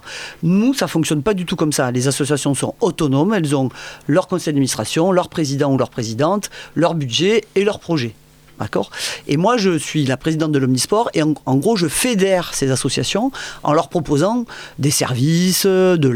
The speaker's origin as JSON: {"language": "French", "town": "Montpellier", "region": "Occitanie", "country": "France", "tie": "born or raised there", "said": "je suis né à Montpellier, je vis à Montpellier. J'ai eu la chance de trouver du travail à Montpellier, donc je suis resté."}